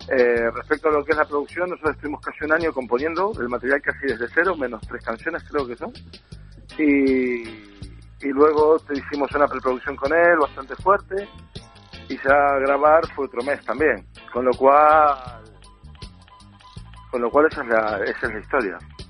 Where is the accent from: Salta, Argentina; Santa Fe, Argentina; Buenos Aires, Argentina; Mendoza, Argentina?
Buenos Aires, Argentina; now in Spain; en realidad el único que es de afuera de Cantabria soy yo, que soy de Buenos Aires.